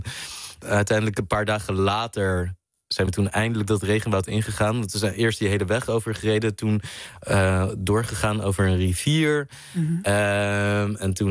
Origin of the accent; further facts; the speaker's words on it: Netherlands; Als Nederlander niet.